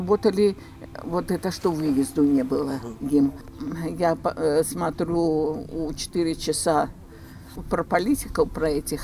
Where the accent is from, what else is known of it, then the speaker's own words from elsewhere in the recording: Belarus; Я же белоруска, ну я вот, я, как я разговариваю? Я не по-русски, не по-белорусски так.